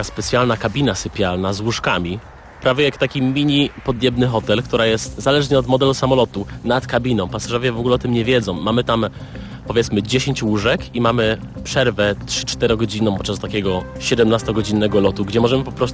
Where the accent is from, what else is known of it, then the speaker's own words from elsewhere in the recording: Police, West Pomeranian Voivodeship, Poland; A dopiero co przyjechałem z Polic, z mojej małej wioski gdzieś tam pod Szczecinem.